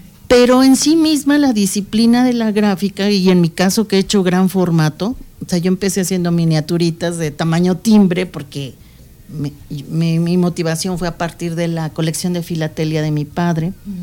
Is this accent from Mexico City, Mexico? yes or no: yes; Mexico City, Mexico; born there; antes que nada, soy mexicana. Cuando me dicen, eres de la Ciudad de México, sí, yo nací ahí.